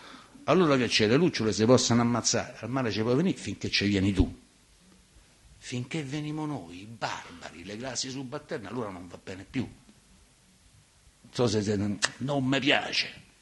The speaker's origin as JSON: {"language": "Italian", "town": "Latina", "region": "Lazio", "country": "Italy", "tie": "born there", "said": "sono nato a Latina, fossi nato a Marzabotto avrei scritto cose diverse, ovviamente, no?"}